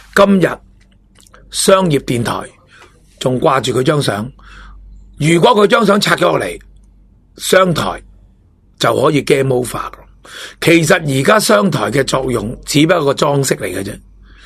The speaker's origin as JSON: {"language": "Cantonese", "country": "Hong Kong", "said": "但系香港人下一节讲，香港人有我哋香港人嘅必要嘅嘢"}